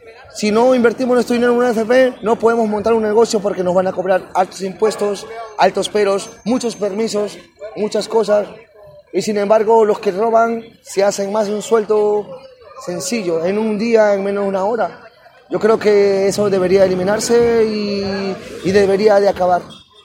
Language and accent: Spanish; Peru; de Perú, soy un artesano de la calle